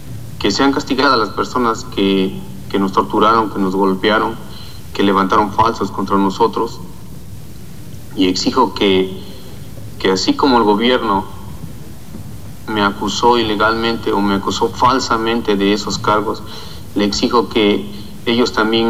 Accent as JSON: {"language": "Spanish", "region": "Oaxaca", "country": "Mexico", "said": "Nos da coraje todavía que nuestros hijos no puedan disfrutar de nuestro estado, de nuestra gente, de nuestra vida como oaxaqueños."}